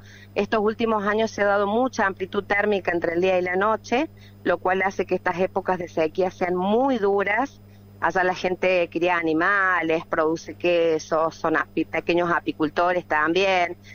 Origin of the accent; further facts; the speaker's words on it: Cortadera Norte, Catamarca, Argentina; Nosotros somos de la Cortadera Norte. Si haces unos kilometritos más, vas a llegar a Los Medanitos, estamos con límite con La Rioja.